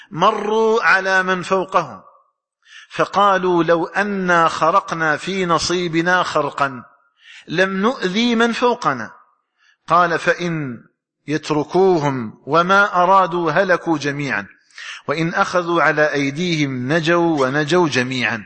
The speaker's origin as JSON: {"language": "Arabic", "country": "Algeria", "said": "اللهم اجعل بلدنا الجزائر آمنا مطمئنا"}